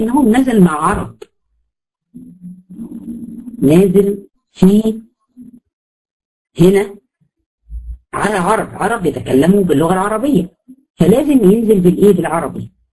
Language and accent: Arabic; Egypt; وهكذا هنا برضو احنا عندنا في مصر بقت خليط